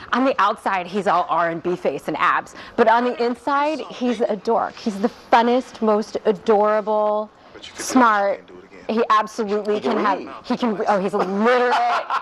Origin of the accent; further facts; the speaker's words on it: Ohio, United States; I'm from Ohio. I know a thing or two about it.